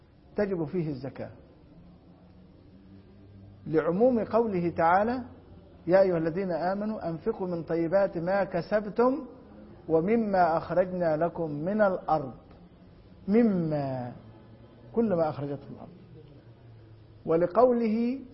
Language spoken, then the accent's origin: Arabic; Egypt; عندنا في مصر حب الفجل الأحمر الأبيض لا زيت له